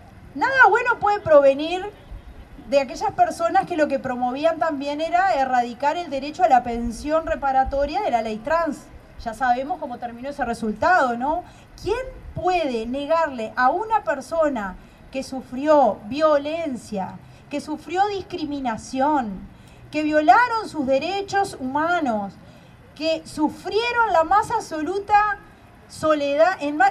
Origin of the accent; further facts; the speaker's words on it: Uruguay; acá lo que manejan las cosas no somos los uruguayos y las uruguayas